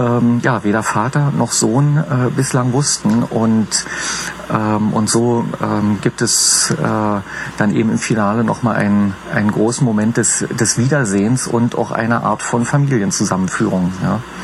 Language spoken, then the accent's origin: German; East Germany, Germany; ich bin aus dem Osten